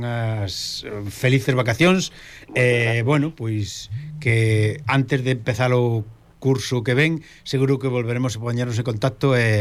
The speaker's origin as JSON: {"language": "Galician", "region": "Galicia", "country": "Spain", "said": "como galegos que somos"}